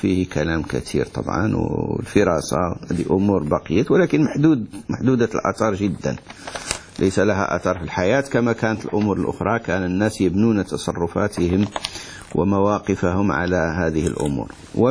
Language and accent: Arabic; Morocco; احنا عندنا في المغرب الفلاحون يقولون المنازل، ما عرفش عندكم ماذا تسمى المنازل